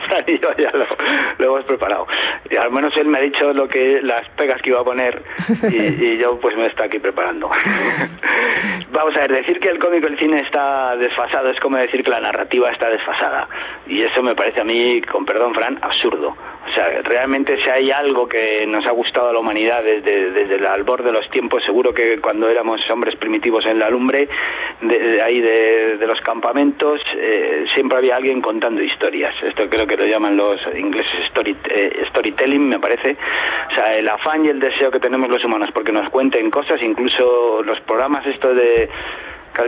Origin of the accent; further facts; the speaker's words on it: Madrid, Community of Madrid, Spain; En mi adolescencia en Madrid, cuando iba en el metro, que ibas con 18 años